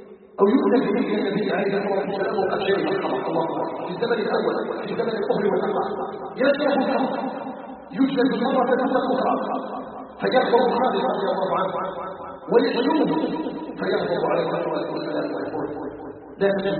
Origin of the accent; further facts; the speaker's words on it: Algeria; اسأله جل وعلا أن يجعل بلدنا الجزائر بلدا آمنا مطمئنا